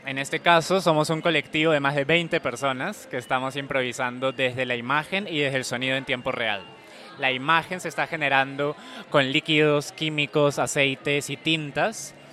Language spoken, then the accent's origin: Spanish; Lima, Peru; Yo soy de Perú, yo soy de Lima